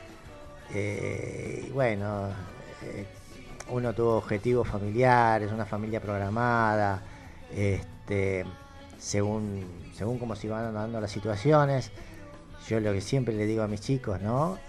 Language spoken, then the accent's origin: Spanish; Buenos Aires, Argentina; yo nací en Capital, pero siempre vivimos acá. La así familia se arraigó. O sea, yo soy el primer porteño de una familia de entrerrianos. Todos entrerrianos. Entonces, cuando vinieron de Entre Ríos, yo fui el primer porteño.